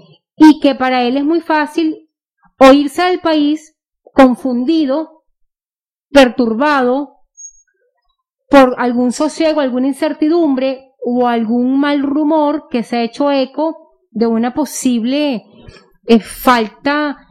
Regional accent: Venezuela; nuestra corresponsabilidad como ciudadano venezolano

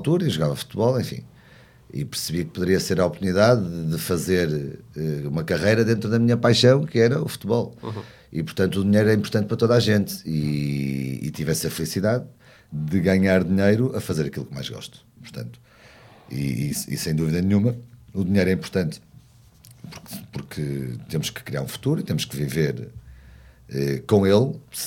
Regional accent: Porto, Norte, Portugal; nós somos do centro do Porto, todos portuenses de cidade

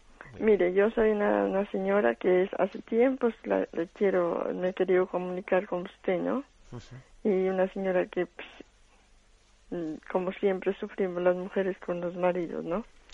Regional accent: Colombia; Yo soy colombiana.

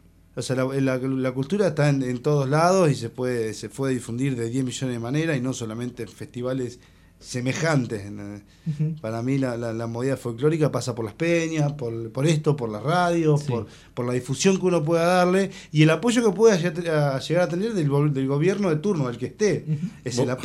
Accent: La Plata, Buenos Aires Province, Argentina; O sea, nosotros nos criamos acá en La Plata escuchando, haciendo peñas

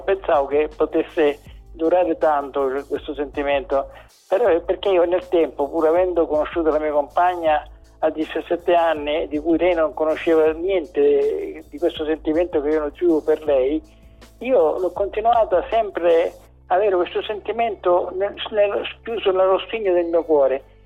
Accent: Sicily, Italy; c'è una procedura di un tempo da noi, dalle nostre parti, specialmente in Sicilia

